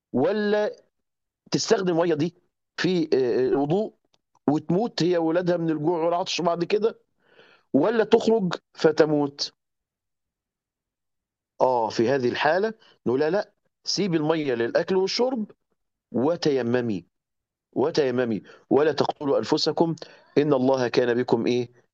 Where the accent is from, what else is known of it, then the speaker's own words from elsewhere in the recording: Egypt; ما فيش هناك زي عندنا في مصر كده حنفيات في كل بيت